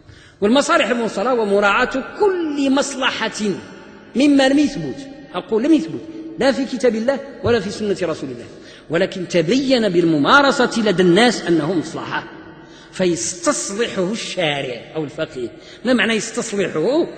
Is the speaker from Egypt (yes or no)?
no; Morocco; وعندنا في المغرب هذه الأمثلة موجودة إلى الآن في بعض البلاد الجنوبية مثلا، أنا أعرف ذلك